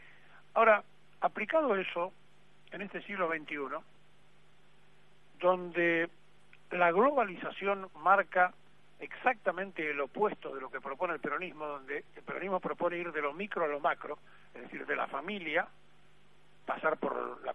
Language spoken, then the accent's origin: Spanish; Argentina; Es muy difícil ser argentino, porque somos difíciles los argentinos.